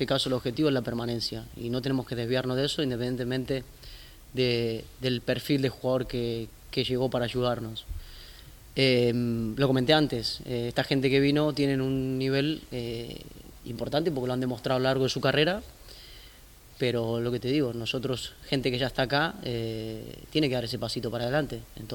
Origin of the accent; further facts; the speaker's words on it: Argentina; Somos varios argentinos